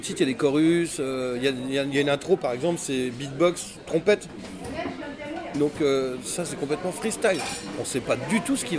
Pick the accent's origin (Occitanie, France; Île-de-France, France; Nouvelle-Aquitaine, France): Île-de-France, France; Levallois-Perret; Moi, je suis français parisien.